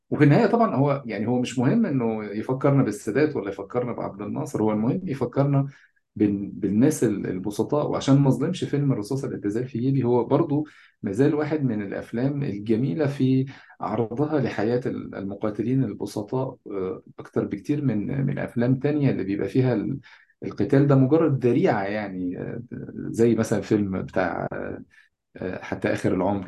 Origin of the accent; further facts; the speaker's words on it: Egypt; يعني تصوراتنا كمصريين بشكل عام عن فلسطين عادة تصورات مضحكة جدا